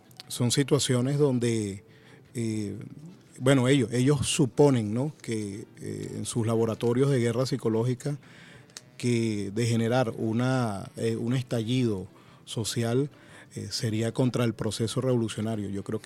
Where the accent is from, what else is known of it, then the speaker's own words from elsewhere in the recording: Venezuela; forma parte de lo que somos como venezolanos